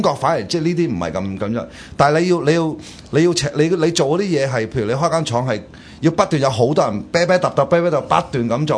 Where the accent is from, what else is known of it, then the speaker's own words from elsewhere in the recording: Hong Kong; 佢哋對我哋香港人都好唔同。